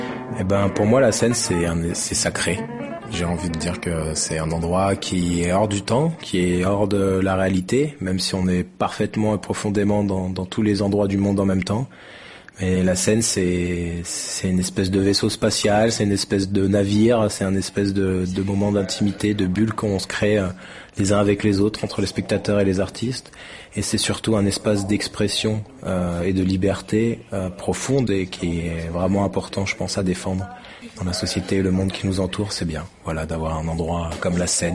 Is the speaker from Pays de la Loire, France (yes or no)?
no; Grenoble, Auvergne-Rhône-Alpes, France; c'était un tout petit spectacle que j'allais faire pour la première fois dans un gymnase près de chez moi à Grenoble. Et ma mère m'avait amené et j'étais ultra stressé.